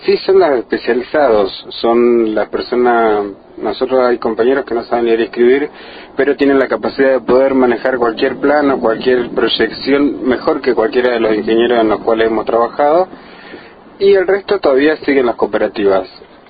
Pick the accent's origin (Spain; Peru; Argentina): Argentina; es la salida que estamos buscando como los argentinos